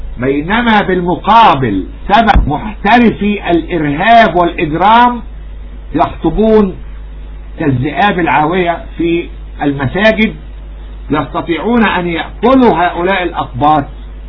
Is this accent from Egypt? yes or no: yes; Egypt; نحن نفرض شروطنا كمصريين كأولاد أرض.